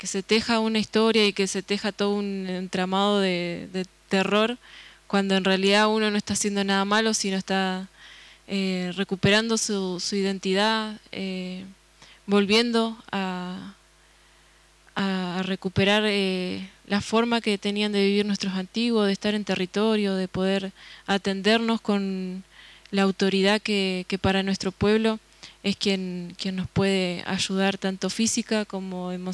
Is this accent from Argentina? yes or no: yes; González Moreno, Buenos Aires Province, Argentina; soy oriunda de González Moreno, que es un pueblo que queda en provincia de Buenos Aires, ya en el límite con La Pampa.